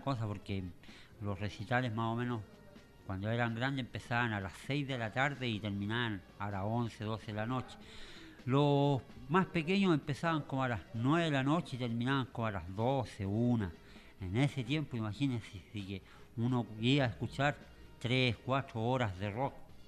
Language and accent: Spanish; San Miguel, Santiago Metropolitan Region, Chile; Igual que yo también vengo de San Miguel